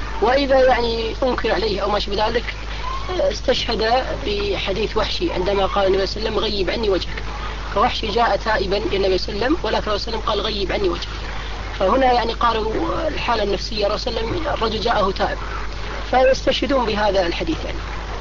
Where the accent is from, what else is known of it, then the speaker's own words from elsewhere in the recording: Kuwait; هناك يعني عندنا في الكويت